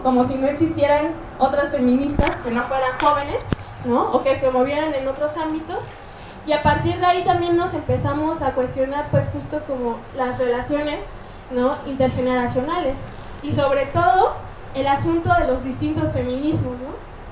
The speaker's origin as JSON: {"language": "Spanish", "town": "Ecatepec", "region": "State of Mexico", "country": "Mexico", "said": "Nosotras somos del Estado de México, ¿no? Y eso es como muy importante porque justo, si bien nosotras nos empezamos a organizar acá en el Distrito Federal, pues empezamos a reconocer de dónde veníamos, ¿no? O sea, muchas de nosotras, yo por ejemplo, vengo de Catepec."}